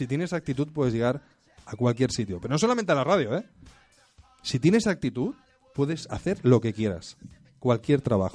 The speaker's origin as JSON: {"language": "Spanish", "town": "Barcelona", "region": "Catalonia", "country": "Spain", "said": "Yo soy de Barcelona."}